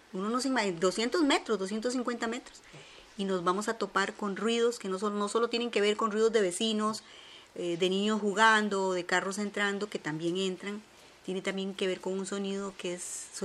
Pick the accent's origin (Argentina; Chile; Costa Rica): Costa Rica; Limón; Yo vengo de la provincia de Limón, pero ya una vez, cuando crucé mi infancia, mis padres fueron a dar a Barrio México. Yo me casé muy joven y después vine a dar aquí a Desamparados, a Barrio Colonia del Sur.